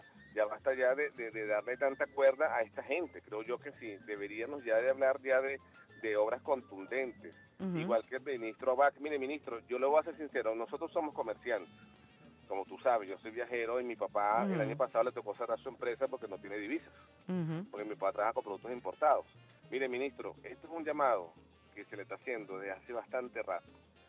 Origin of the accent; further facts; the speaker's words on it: Venezuela; lo digo como venezolano, chavista, revolucionario